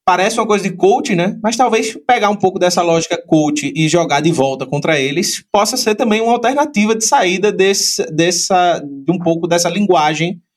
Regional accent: Recife, Pernambuco, Brazil; Eu sou recifense e sou amante do carnaval.

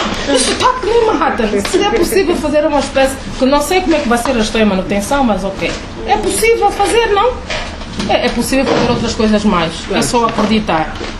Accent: Luanda, Angola; como é o caso do bairro popular Neves Bendia, onde eu cresci, onde eu passei parte da minha juventude.

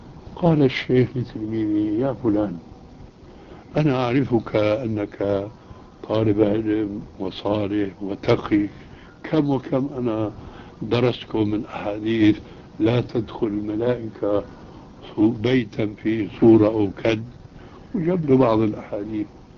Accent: Syria; وكما يقولون عندنا في الشام

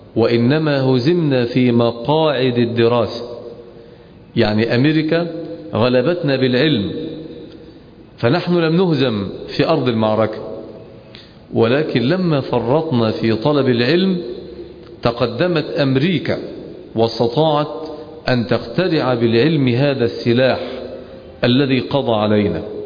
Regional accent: Egypt; وعندنا في مصر لأنها دولة متخلفة يدرسون الجودة بمعايير وقوانين

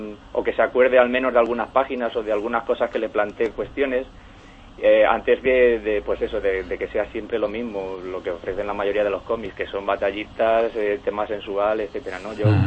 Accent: Spain; lógicamente soy un autor español y apuesto siempre por las obras españolas

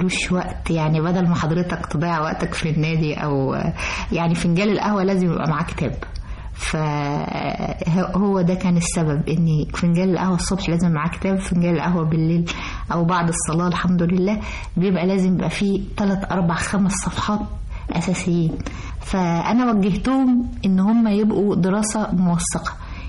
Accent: Egypt; والسودان كلها بقت عندنا في مصر

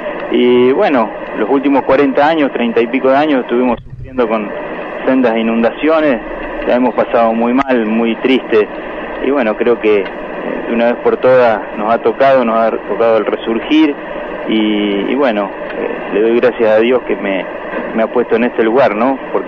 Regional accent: Santa Fe, Argentina; En eso somos los argentinos, los santafesinos, todos, ¿no?

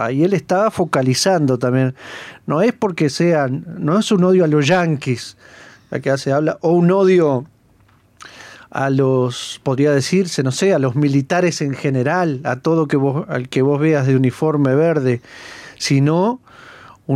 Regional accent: Uruguay; que somos todos uruguayos

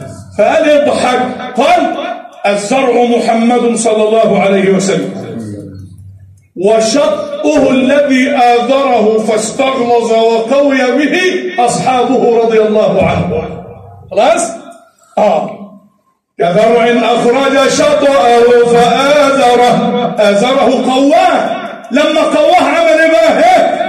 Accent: Egypt; اجعل بلدنا مصر أمنا أمانا، شفاء رخاء، وسائر بلاد

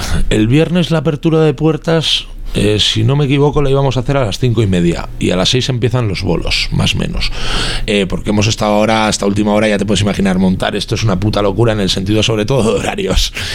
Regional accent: Algorta, Basque Country, Spain; nosotros somos tan de Algorta que siempre ponemos en toda Algorta

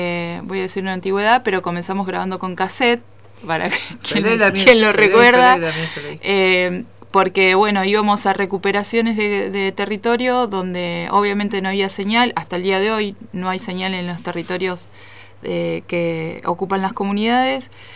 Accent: Río Negro, Argentina; vengo desde la costa del Río Negro y el mar de aquí de la Tierra del Este, usurpada por el Estado argentino

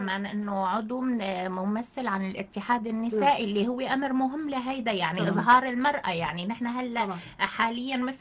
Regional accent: Syria; بالنهاية نحن سوريين وعنا هاي الارادة

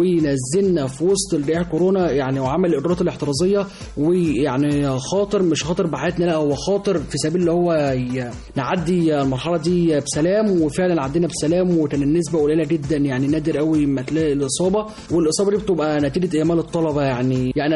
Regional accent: Egypt; اي واحد بيكون يعني من انا من مصر اهو يعني

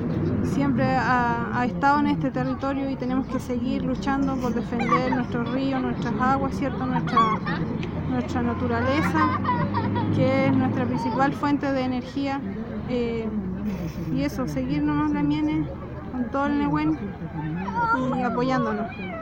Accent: Los Ríos, Chile; Yo soy del log de Tralcapulli, Mapu.

